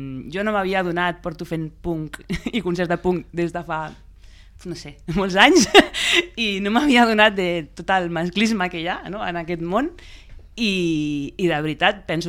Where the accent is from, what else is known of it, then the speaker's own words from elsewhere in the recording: Terrassa, Catalonia, Spain; jo sóc lesbiana i de Terrassa, t'ho dic en sèrio que jo sóc lesbiana i de Terrassa